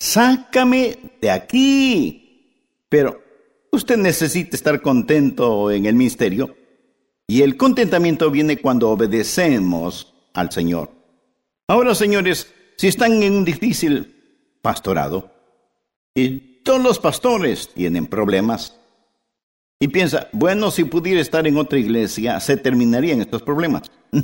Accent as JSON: {"language": "Spanish", "town": "West Palm Beach", "region": "Florida", "country": "United States", "tie": "born or raised there", "said": "yo soy de la Florida. Yo nací en la Florida. Crecí en la Florida y quería, cuando muriera, morir en la Florida."}